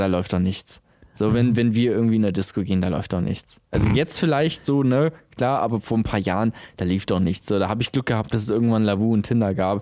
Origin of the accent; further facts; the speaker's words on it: Bremen, Germany; also ich komme aus Bremen, so, da haben wir so eine Scheiße nicht.